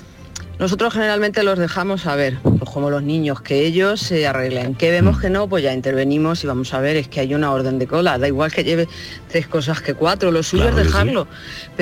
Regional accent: Aranjuez, Community of Madrid, Spain; de Aranjuez y yo acabo de llegar al mío.

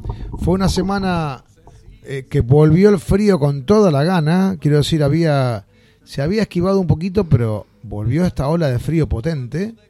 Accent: Argentina; moved away as an adult; El año que nos fuimos de Argentina.

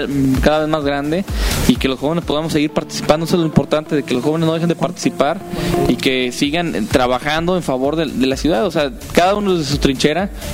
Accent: Irapuato, Guanajuato, Mexico; que vayamos a cualquier parte del mundo, digamos, somos de Irapuato.

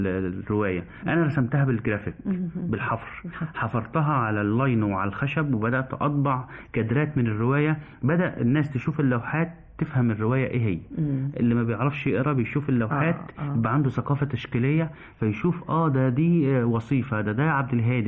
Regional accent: Egypt; ودي عادتنا كمصريين

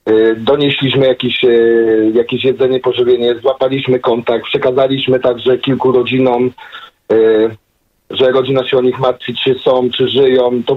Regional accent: Stary Gierałtów, Lower Silesian Voivodeship, Poland; now in United Kingdom; Stary Gierałtów to moja rodzinna miejscowość.

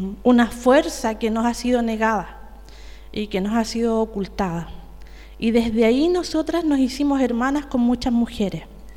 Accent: Temuco, Araucanía, Chile; Yo también soy de Temuco.

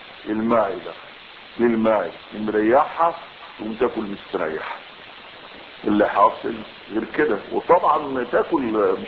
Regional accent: Egypt; وهذه قضية حقيقية عندنا بالذات كمصريين، نحن لا نحسن ان نأكل.

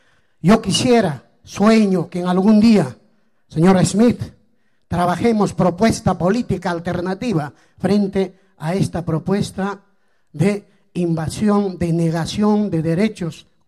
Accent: Apurímac, Peru; Vengo del departamento de Apurímac.

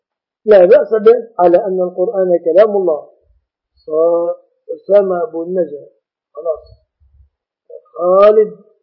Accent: Egypt; فمثلا بلادنا مصر لا يخفى أن فيها ظلم

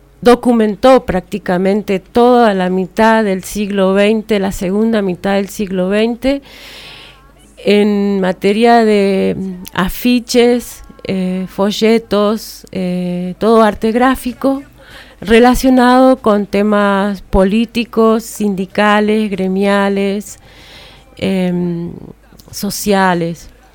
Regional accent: Argentina; ¿Cómo vamos a saber quiénes somos como argentinos en el arte, ¿no?

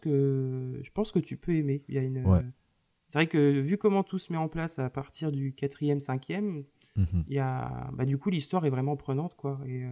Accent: Nantes, Pays de la Loire, France; Je sais que par exemple chez moi à Nantes, il y a un ciné-concert

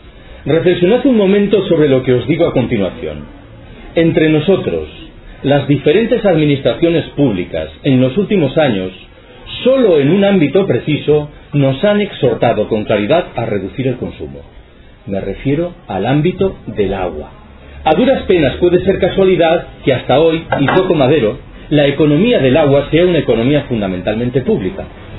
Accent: Galicia, Spain; Yo soy gallego.

